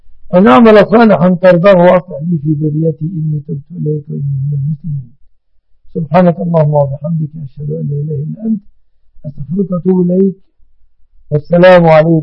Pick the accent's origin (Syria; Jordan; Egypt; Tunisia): Egypt; يسمونها عندنا في مصر سلفتها، سلفتها. هذا يعني الاصطلاح في مصر